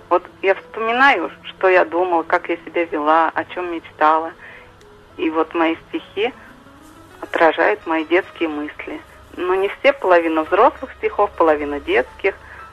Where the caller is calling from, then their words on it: Bogorodsk, Nizhny Novgorod Oblast, Russia; Да, я из Богородска.